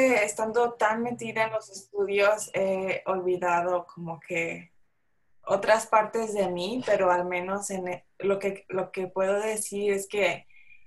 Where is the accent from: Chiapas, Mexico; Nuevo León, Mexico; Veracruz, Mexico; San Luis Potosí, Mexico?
San Luis Potosí, Mexico; porque yo soy de San Luis Potosí